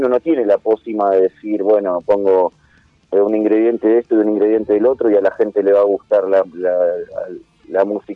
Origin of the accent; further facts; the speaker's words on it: Escobar, Buenos Aires Province, Argentina; a nosotros que somos de Escobar, de José Paz, es muy loco ir a tocar a San Justo